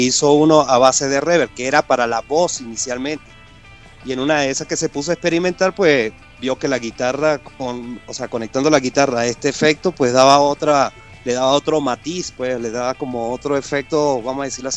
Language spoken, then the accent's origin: Spanish; Venezuela; yo que me crié por lo menos en Venezuela